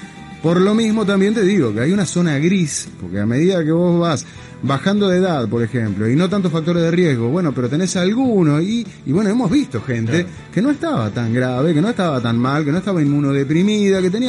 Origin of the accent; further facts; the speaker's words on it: Uruguay; Y como muchos uruguayos estoy desesperado.